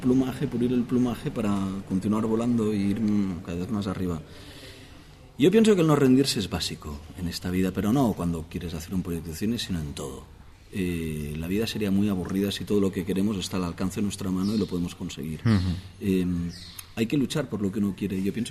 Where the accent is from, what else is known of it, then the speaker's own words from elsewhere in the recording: Barcelona, Catalonia, Spain; Yo soy de Barcelona, los dos vivimos en Barcelona